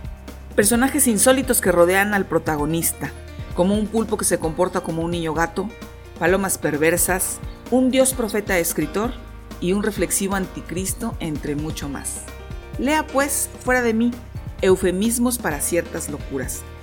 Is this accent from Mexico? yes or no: yes; San Luis Potosí, Mexico; estar leyendo a un escritor potosino. Ver dibujados en la prosa personajes, actitudes y lugares de mi tierra